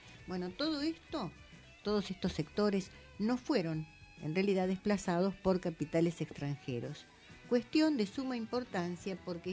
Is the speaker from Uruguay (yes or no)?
no; Argentina; nosotros como argentinos contamos con la pampa húmeda